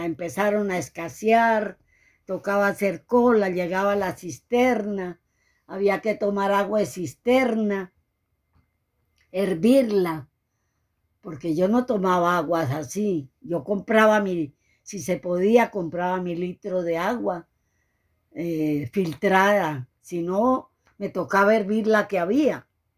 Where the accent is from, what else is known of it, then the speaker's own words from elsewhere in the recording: Venezuela; moved away as an adult; como yo salí en carrera de Venezuela por la situación que se presentó